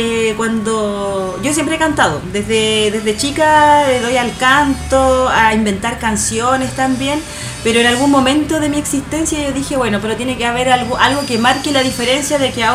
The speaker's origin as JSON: {"language": "Spanish", "town": "La Florida", "region": "Santiago Metropolitan", "country": "Chile", "tie": "born or raised there", "also_born_or_lived": "Peumo / Talagante", "said": "Yo vivía acá cuando pequeña en la Florida, luego nos cambiamos acá como más cercano a Puente Alto y ahí yo me fui a Peumo a vivir, después a Talagante. Peumo, la sexta región, por el camino de la fruta"}